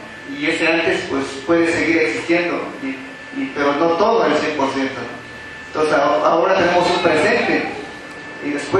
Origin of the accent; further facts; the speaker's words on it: Oaxaca, Mexico; somos también ahí de la región Mije, y también es un pueblo vecino, y soy de Tama